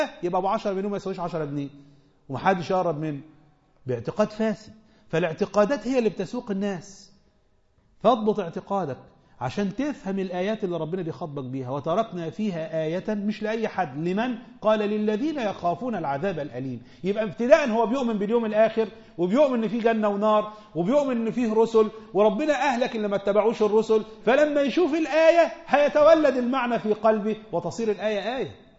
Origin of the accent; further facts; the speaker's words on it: Egypt; ده انا وانت مصريين